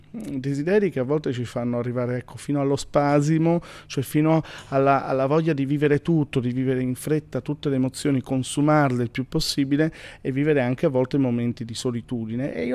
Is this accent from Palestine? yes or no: no; Pordenone, Friuli-Venezia Giulia, Italy; fermarmi a un'ora da casa mia, io sono di Pordenone